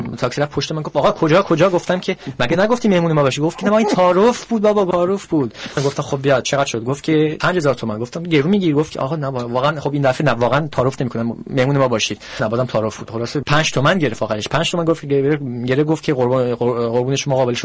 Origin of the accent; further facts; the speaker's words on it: Iran; now in France; هر چی هم ایرانی باشم، منو فرانسوی میدونن، من که از فرانسه اومدم،